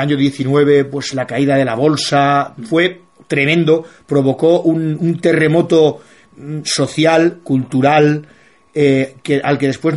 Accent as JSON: {"language": "Spanish", "country": "Spain", "said": "como español siempre hemos luchado contra él"}